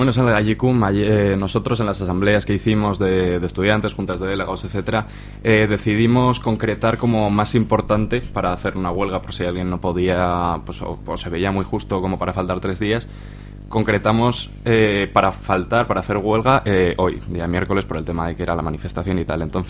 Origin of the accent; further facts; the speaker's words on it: Zuera, Aragon, Spain; en el IES Gallicum de Zuera, que es de donde soy yo